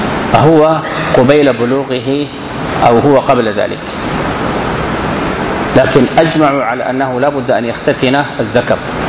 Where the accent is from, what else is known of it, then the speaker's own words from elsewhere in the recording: Sudan; هو الختان الفرعوني المشهور عندنا في السودان وفي بعض الدول القريبة